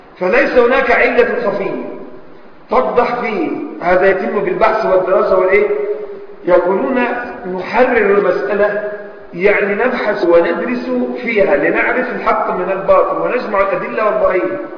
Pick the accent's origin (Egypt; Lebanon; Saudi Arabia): Egypt; يعني مثلا عندنا في مصر، عندنا في مصر مثلا